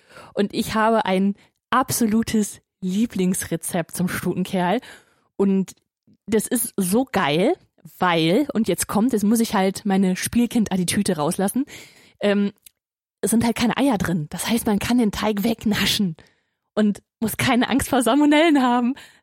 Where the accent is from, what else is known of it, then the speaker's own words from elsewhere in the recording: Hagen, North Rhine-Westphalia, Germany; Meine Heimat ist Hagen. Ja, genau das Hagen. Das Hagen, aus dem auch